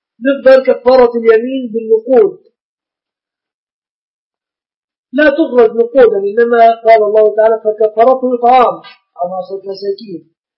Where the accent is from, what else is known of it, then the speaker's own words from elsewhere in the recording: Egypt; العرف عندنا في مصر أن الشبكة من المهر